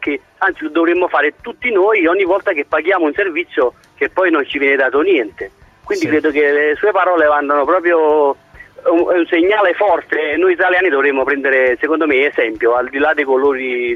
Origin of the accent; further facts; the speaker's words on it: Naples, Campania, Italy; born there; now in Modena, Italy; Io sono un tifoso napoletano, sono nato a Napoli, però per lavoro vivo in provincia di Modena.